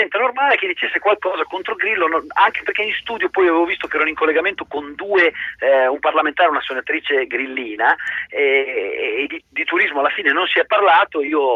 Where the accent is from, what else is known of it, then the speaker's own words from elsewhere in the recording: Ravenna, Emilia-Romagna, Italy; Giovedì scorso sono di Ravenna, sono concittadino della ministra